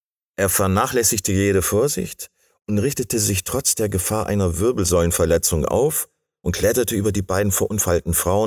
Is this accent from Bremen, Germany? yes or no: yes; Bremen, Germany; moved away; Ich bin Bremer, den es nach Bayern verschlagen hat